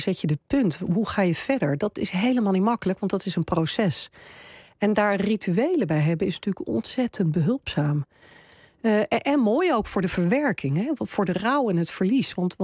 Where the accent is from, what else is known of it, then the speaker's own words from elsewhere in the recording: Denmark; Ik kom uit Denemarken oorspronkelijk